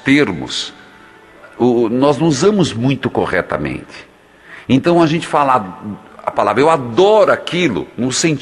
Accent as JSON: {"language": "Portuguese", "region": "Paraná", "country": "Brazil", "said": "E eu sou do interior do Paraná."}